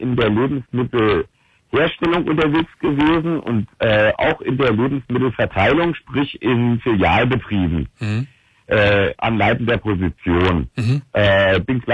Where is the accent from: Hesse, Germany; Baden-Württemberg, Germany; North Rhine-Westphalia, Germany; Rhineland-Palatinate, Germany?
Hesse, Germany; ich komme aus dem Rhein-Main-Gebiet, in Wiesbaden, in Mainz